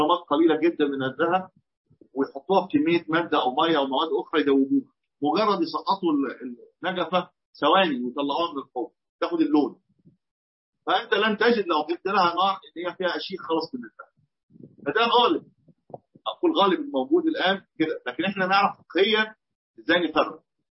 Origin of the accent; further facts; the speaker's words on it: Egypt; في بعض الاطقم الصالونات اللي موجوده في البيوت عندنا في مصر بتبقى مطليه